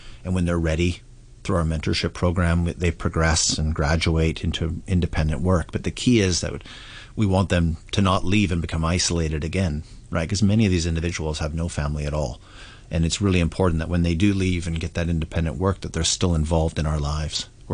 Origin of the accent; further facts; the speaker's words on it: Vancouver, British Columbia, Canada; like I come from Vancouver, Canada. It's a huge homeless problem there, right?